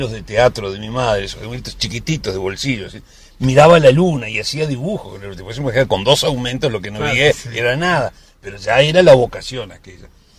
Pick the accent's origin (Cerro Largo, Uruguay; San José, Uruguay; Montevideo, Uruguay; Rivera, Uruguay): Montevideo, Uruguay; nací en Montevideo y viví en una casa urbana, aunque tenía un hermosísimo jardín, iba con mis padres al campo, particularmente iba todos los años a Minas